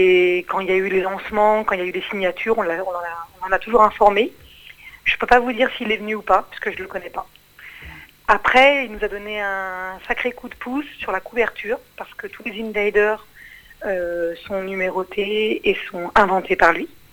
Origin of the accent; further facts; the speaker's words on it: Paris, Île-de-France, France; moi je suis née à Paris, je suis une vraie parisienne.